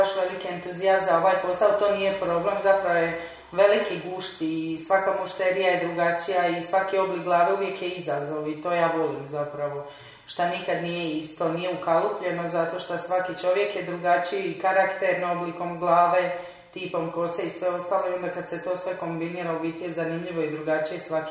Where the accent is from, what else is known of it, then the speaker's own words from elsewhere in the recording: Split, Split-Dalmatia County, Croatia; Ja sam iz Splita, tako da sam radila u Splitu dugo godina.